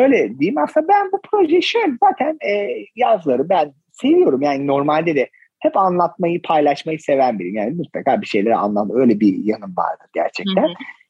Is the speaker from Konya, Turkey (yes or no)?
no; Ordu, Turkey; Mesela yakın zamanda Ordu'ya gitmiştim. Dedim ki arkadaşlar bakın bu oradan şimdi işte bizim köyümüze gidenler, ben normalde oralıyım